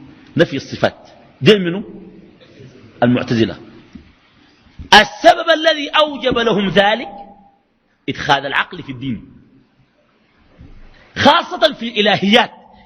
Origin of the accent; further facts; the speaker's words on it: Sudan; وعندنا في السودان من يفعله ليس للأنبياء